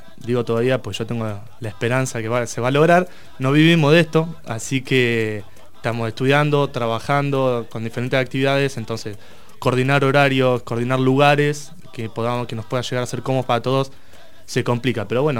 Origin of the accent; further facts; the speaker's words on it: La Plata, Buenos Aires Province, Argentina; somos 8 de acá de La Plata. Somos todos acá de La Plata, diferentes partes de La Plata, de Tolosa, Ringuelet, de Citibel, de Los Hornos, bueno, de la misma ciudad de La Plata.